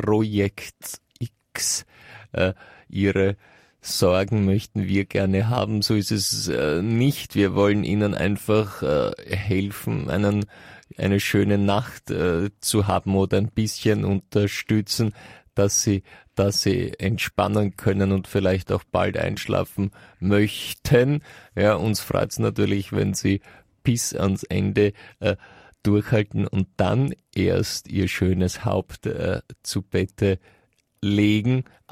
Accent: Vienna, Austria; bei uns in ich weiß jetzt nicht, ob in ganz Österreich, aber auf jeden Fall in Wien, ist es so, dass wir zu diesen Würstchen Frankfurter sagen.

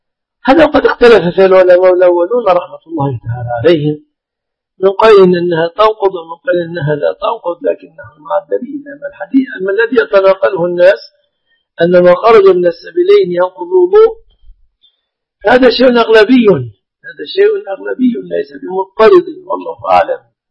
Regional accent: Egypt; بلادنا مصر الحمد لله بلد مسلمة

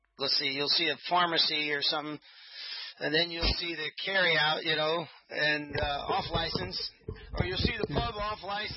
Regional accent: Los Angeles, California, United States; I was raised in Southeast L.A. before I came over here.

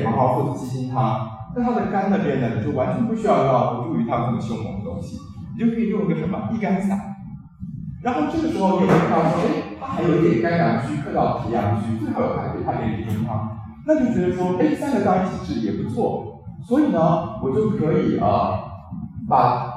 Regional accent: Taiwan; 典型的情志上的肾阴实就是我们台湾人说的狭义忧郁症

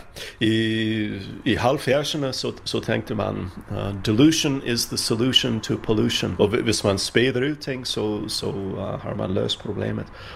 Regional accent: Minnesota, United States; Danish is a second language; now in Sweden; Jeg er fra Minnesota og har boet i Sverige i nogle års tid.

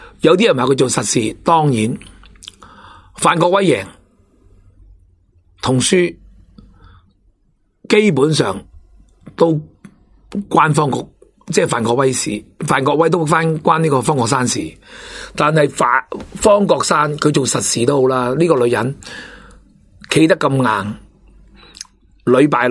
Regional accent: Hong Kong; 我哋香港人已经跟咗大陆噶啦

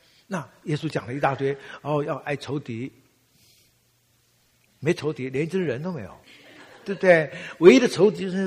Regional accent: Taiwan; 当然，我们当年小的时候在台湾是很悲壮的，尤其在搞文革的时候。

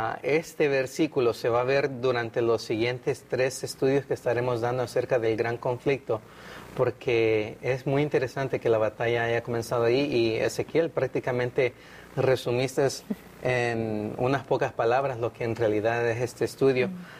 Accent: El Salvador; now in United States; Yo soy originario de El Salvador, pero ya tengo mucho tiempo viviendo en el sur de California

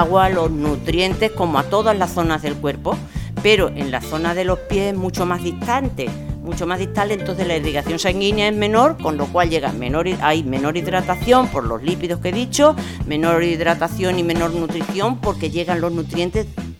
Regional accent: Extremadura, Spain; Mira, mi pueblo en Extremadura, de al que iré dentro de poco, muy pequeñito, 1.200 habitantes y así.

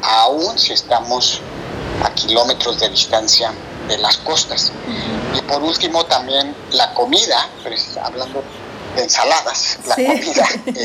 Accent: Mexico City, Mexico; also born or lived in La Paz; now in San Diego, United States; yo soy de la Ciudad de México, nací en la Ciudad de México, luego me fui a estudiar a la península de Baja California, ahí en la ciudad de La Paz, estudié biología marina, pero desde hace 18 años radico acá en California, en San Diego

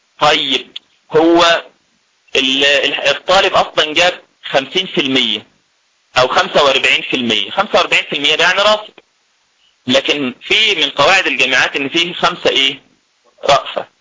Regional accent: Egypt; في مثال عندنا في مصر بنضربه لتقريب مسائل المصطلح كلها

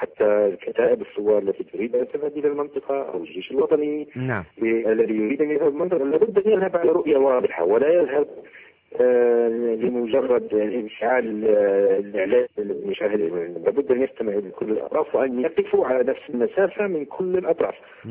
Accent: Libya; نحن كليبيين

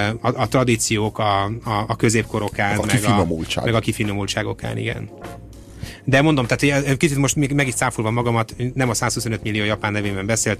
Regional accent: Hungary; nyilván magyarként sem szeretnék ebben belemenni, hogy mit gondolnak a magyarok a szlovákokról

